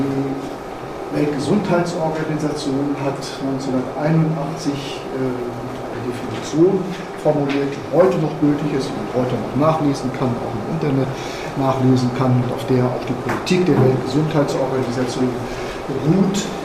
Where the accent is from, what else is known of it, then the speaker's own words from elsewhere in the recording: Mönchengladbach, North Rhine-Westphalia, Germany; Ich komme aus Mönchengladbach, habe ich ja vorhin gesagt.